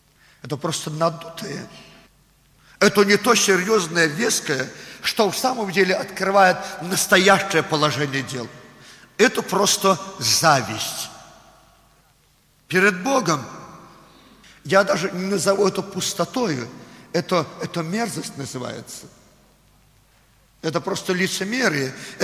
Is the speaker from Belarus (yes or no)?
yes; Belarus; Russian is a second language; я белорус, не совсем русский хорошо знаю.